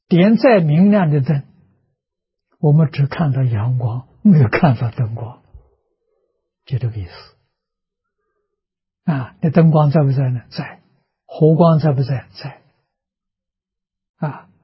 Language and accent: Chinese; China; 我们中国人讲量大福大了，心包太虚，量周杀界